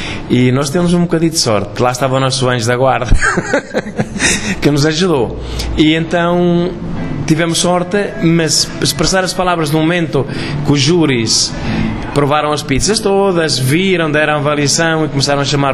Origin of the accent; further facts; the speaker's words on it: Centro, Portugal; levar alguma coisa da minha terra, da minha zona, porque, claro, cada um levou um bocadinho da sua zona. E, claro, como estou na Serra da Estrela